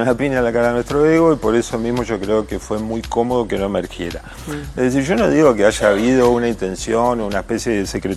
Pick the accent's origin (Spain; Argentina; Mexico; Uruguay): Uruguay; Viste que uno a veces tiene como la tentación de definirse como uruguayo por antagonista